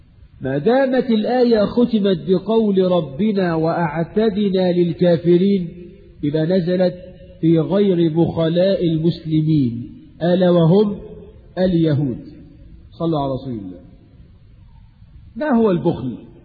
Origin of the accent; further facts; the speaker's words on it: Egypt; حتى الناس عندنا في مصر